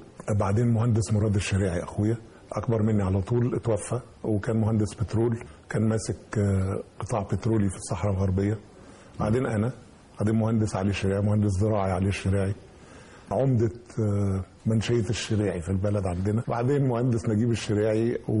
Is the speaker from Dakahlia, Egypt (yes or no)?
no; Samalut, Minya Governorate, Egypt; أنا صعيدي، أنا من صمالوط في المنيا، صمالوط جنب المنيا بينها 25 كيلو شمال المنيا يعني. أنا من إخواتي الوحيد اللي اتولد هناك. الخمس سنين الأولى من حياتي كان أكثر الوقت كنا في صمالوط، كانت العيلة كلها في صمالوط.